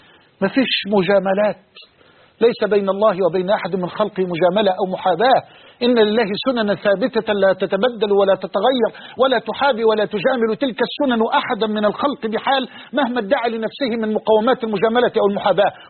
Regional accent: Egypt; وأسأل الله أن يجعل بلدنا مصر أمنا أمانا سخاء رخاء

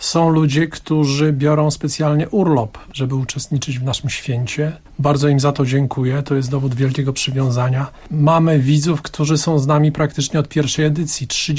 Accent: Warsaw, Masovian Voivodeship, Poland; wychowałem się w centrum Warszawy

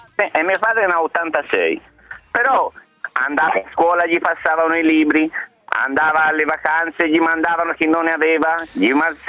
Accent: Montale, Tuscany, Italy; Infatti è stato brindato sia nel mio paese a Montale che a Pistoia

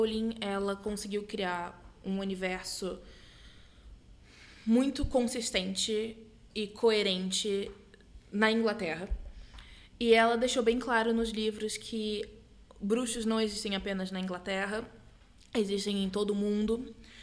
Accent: Brazil; Então, nós, como boas brasileiras e boas fãs de Harry Potter, nos perguntamos como seria aqui.

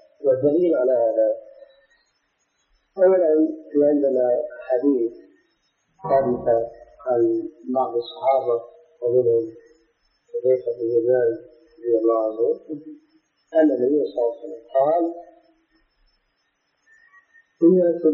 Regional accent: Syria; لكن مثل العام عندنا في سوريا هذا الميت لا يستحق هذا العام.

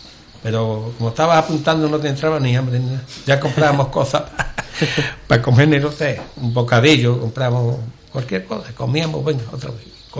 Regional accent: Ubrique, Andalusia, Spain; A mí me preguntan por Ubrique, me dicen que es esto, eso, y lo pongo por las nubes.

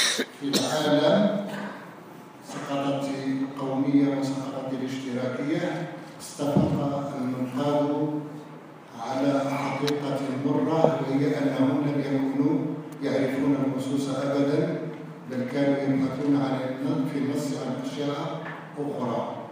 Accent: Morocco; شكرا للذين استضافوا وطني، وشكرا للذين استضافوني أنا وزملائي المثقفين من المغرب

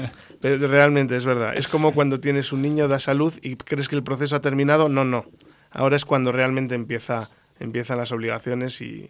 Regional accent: Spain; yo me he criado en España musicalmente y he tocado en España, soy español y canto en castellano

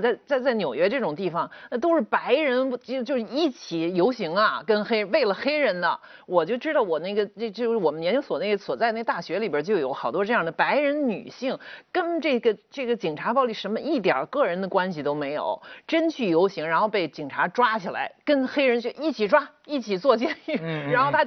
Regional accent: China; now in United States; 我说我原来是中国人，他说那你在哪儿上学，然后我就说到了，我说啊在北京，然后后来我又在纽约

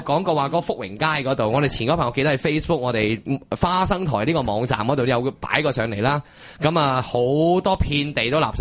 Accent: Hong Kong; 咁点解我哋香港人喂揸住支签啫

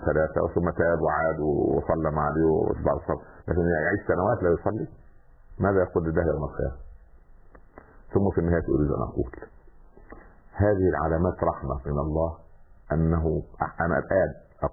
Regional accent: Upper Egypt, Egypt; حتى عندنا في الصعيد اسمه السخل برضه

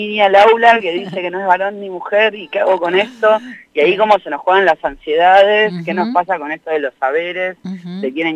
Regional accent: La Matanza, Buenos Aires Province, Argentina; Nací en Capital, en un conventillo de Constitución. Soy le cuarte hije de 6 hermanos. Después nos mudamos al conurbano, viví mucho tiempo en La Matanza.

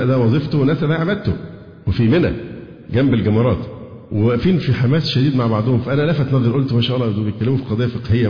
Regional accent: Egypt; عشان أنا شكلي مصري

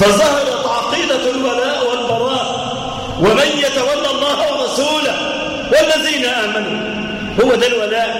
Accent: Egypt; لا سيما في بلادنا مصر

